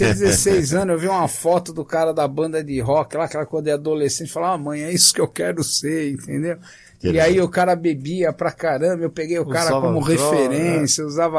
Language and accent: Portuguese; São Paulo, Brazil; No meu caso, eu cresci num bairro da Pompeia, em São Paulo.